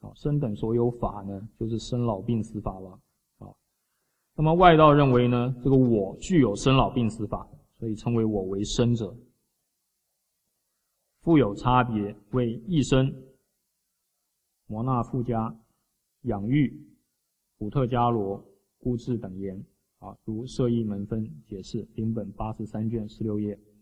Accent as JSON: {"language": "Chinese", "country": "China", "said": "我们中国人最喜欢的就怎么样？做事情要怎么样？要圆融"}